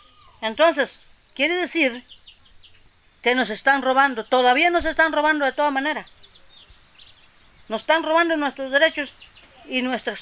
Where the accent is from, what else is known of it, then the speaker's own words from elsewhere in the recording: Salitre, Puntarenas, Costa Rica; soy indígena, bribri, de Salitre, y vivo en mi territorio.